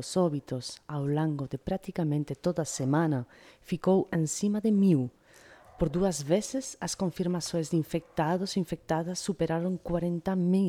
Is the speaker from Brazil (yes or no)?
no; Spain; Portuguese is a second language; Eu que sou espanhola, não sei que aqui como é a festa junina, né?